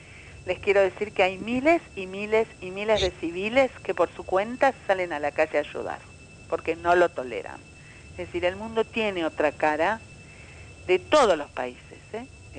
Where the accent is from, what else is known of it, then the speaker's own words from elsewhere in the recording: Basque Country, Spain; nosotros venimos de Euskal Herria, del País Vasco